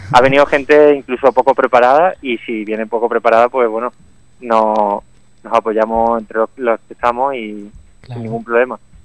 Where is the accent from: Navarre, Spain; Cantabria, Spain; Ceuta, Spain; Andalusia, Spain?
Andalusia, Spain; Málaga; bueno, yo soy de Málaga